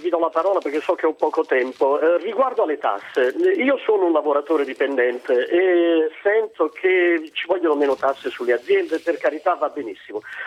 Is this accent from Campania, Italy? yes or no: yes; Naples, Campania, Italy; now in Bologna, Italy; telefono da Bologna, però sono di Napoli, sì. Ho sentito nella mia città d'origine